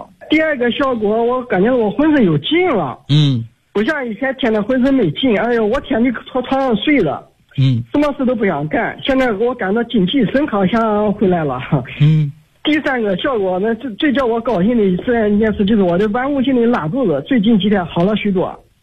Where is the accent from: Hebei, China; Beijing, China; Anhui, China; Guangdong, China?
Anhui, China; 今年48岁。